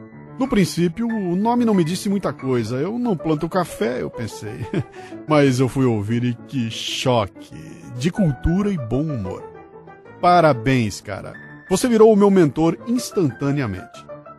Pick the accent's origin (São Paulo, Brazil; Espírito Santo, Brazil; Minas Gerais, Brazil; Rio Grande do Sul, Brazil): São Paulo, Brazil; Bauru; Eu nasci e vivi toda a minha infância até a adolescência em Bauru, o maior entroncamento ferroviário do Brasil.